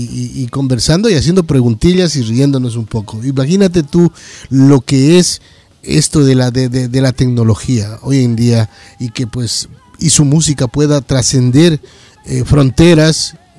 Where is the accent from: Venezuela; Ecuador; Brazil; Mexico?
Ecuador; moved away as an adult; now in Madrid, Spain; yo también soy latinoamericano, soy ecuatoriano, radicado aquí ya para 25 años en Madrid.